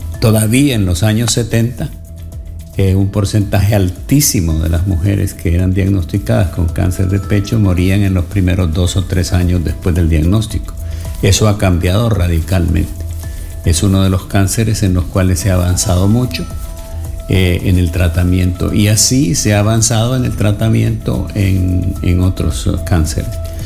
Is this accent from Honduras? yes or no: yes; Honduras; Yo estudié medicina en El Salvador, aunque soy hondureño